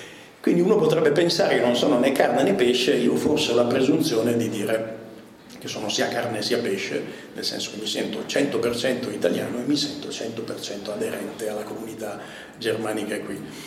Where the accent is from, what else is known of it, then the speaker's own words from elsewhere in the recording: Milan, Lombardy, Italy; now in Turin, Italy; io vengo da due famiglie, diciamo così, puro sangue altoatesine, ma sono già nato a Milano, i miei genitori si erano spostati, e quindi sono cresciuto tra Milano, un po' di estero e adesso abito a Torino.